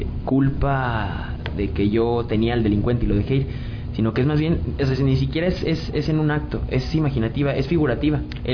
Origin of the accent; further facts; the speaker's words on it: Mexico; De todos nosotros como mexicanos.